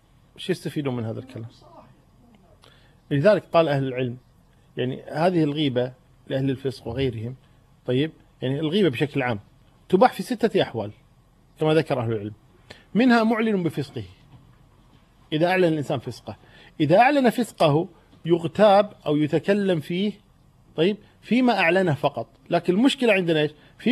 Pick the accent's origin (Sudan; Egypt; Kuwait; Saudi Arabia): Kuwait; إحنا نسمي عندنا بالكويت نقول ما يثمن كلامه